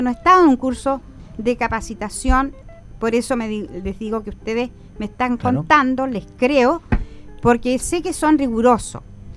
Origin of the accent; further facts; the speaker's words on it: Chile; ¿De quiénes somos cómplices los chilenos cuando no hablamos, cuando guardamos silencio